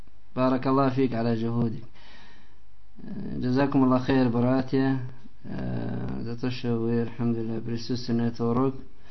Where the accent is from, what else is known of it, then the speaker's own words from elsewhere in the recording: Russia; Я сам россиянин.